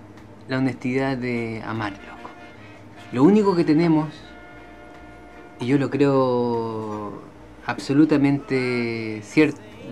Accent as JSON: {"language": "Spanish", "town": "Guayaquil", "region": "Guayas", "country": "Ecuador", "said": "Se trata de ir a Quito, por ejemplo, siendo yo guayaquileño."}